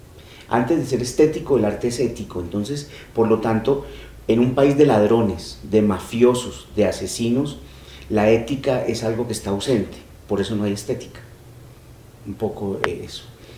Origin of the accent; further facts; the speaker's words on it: Medellín, Antioquia, Colombia; now in Bogotá, Colombia; vine de Medellín a Bogotá a trabajar en la ópera